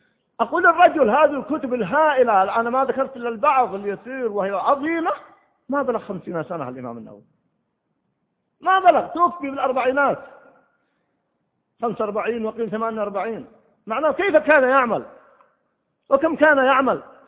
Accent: Egypt; عمره 35 سنة فقط عندنا في مصر

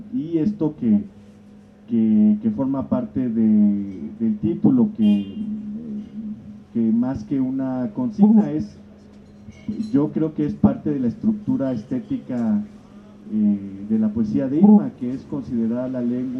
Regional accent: Juchitán, Oaxaca, Mexico; yo soy historiador, soy de Juchitán, Oaxaca, de la vuelta a la esquina.

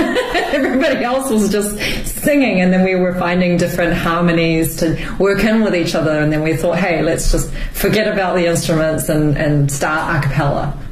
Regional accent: Auckland, New Zealand; now in Beijing, China; I'm from Auckland, New Zealand.

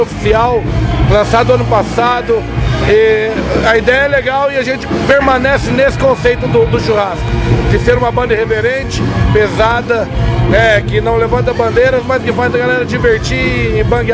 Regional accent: Minas Gerais, Brazil; Nós somos bem mineiros, bem regionais. Todo mundo tem essa vivência bucólica, de roça.

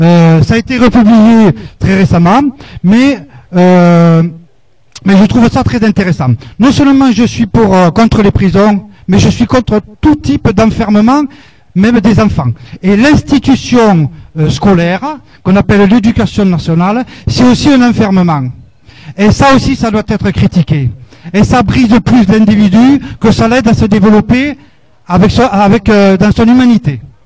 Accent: Occitanie, France; Je viens du Lot. J'écoute de chez moi.

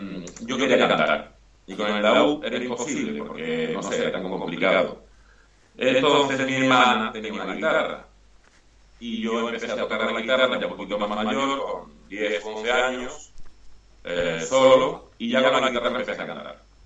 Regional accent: Málaga, Andalusia, Spain; yo soy de Málaga, de Andalucía, y él cantaba muy bien flamenco.

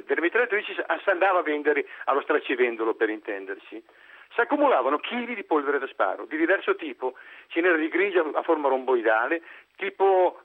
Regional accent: Veneto, Italy; now in Brugherio, Italy; io arrivo dal Polesine, abito a Brugherio da anni, ma arrivo dal Polesine. Nel Polesine, nel mio paese, erano rimasti gli ultimi due ponti sul Po.

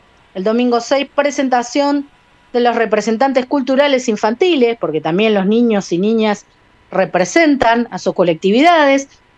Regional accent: Uruguay; now in Berisso, Argentina; yo soy uruguaya, pero bueno, habito Berisso y es un lugar que tiene esa característica cultural, esa identidad inmigrante.

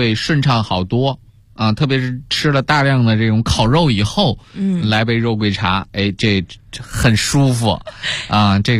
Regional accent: China; 我们中国人也是这样，要不然炒菜为什么发明十三香呢

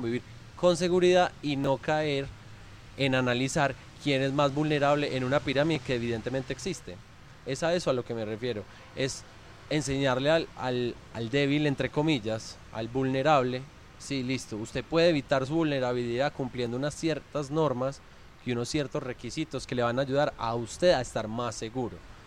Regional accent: Colombia; como buenos colombianos somos muy liberales para exigir derechos

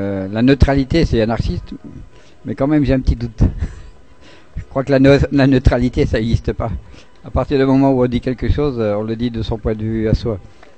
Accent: France; moi je suis français, vive la France, on est européen

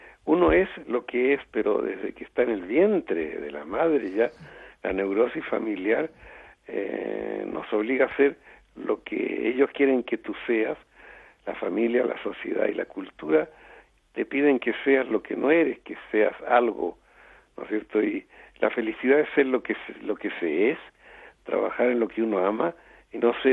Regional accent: Chile; moved away; corté a todos y me fui 40 años de Chile. Y dije, volveré cuando me inviten y sea conocido. Y después de 40 años me invitaron y volví a Chile

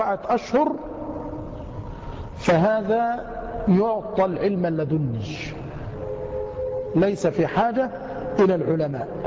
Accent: Yemen; يأتي إلينا بعضهم ونحن في اليمن

